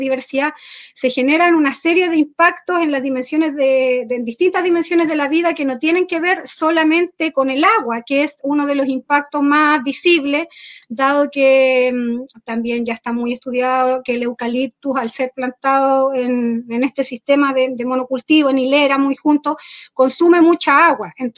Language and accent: Spanish; Freire, Araucanía, Chile; soy del territorio de Freire, cerca de Temuco, acá en la región de la Araucanía, pero hace 7 años vivo en territorio Lafkenche, que es el territorio donde viven los mapuches, cerca de la costa.